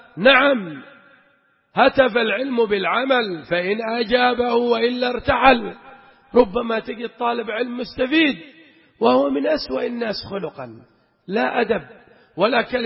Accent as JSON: {"language": "Arabic", "region": "Aden", "country": "Yemen", "said": "وكنا نحن بعض الأخوة من عدن"}